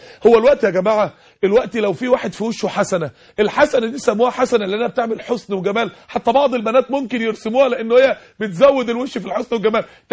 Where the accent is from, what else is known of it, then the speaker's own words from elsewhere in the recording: Egypt; عندنا في مصر 16 مليون عانس ومطلقة